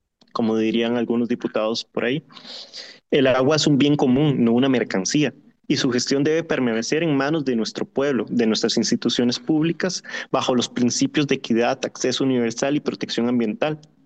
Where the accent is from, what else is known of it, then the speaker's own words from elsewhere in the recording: Costa Rica; Como costarricense sé que mi tierra es bastante bendecida